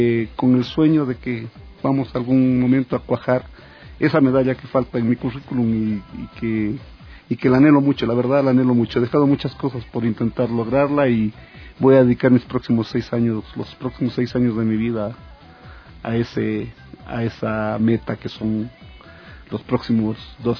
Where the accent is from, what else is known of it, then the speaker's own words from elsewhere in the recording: Loja, Ecuador; born there; me fui a trabajar en Loja, que es mi provincia natal, durante algunos años, y volví a trabajar en Quito desde el año 94